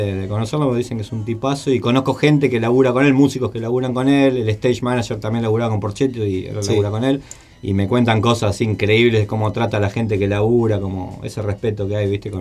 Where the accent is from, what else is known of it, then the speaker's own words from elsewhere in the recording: La Plata, Buenos Aires Province, Argentina; Y yo muchos amigos no tenía en Capital, porque yo soy de La Plata.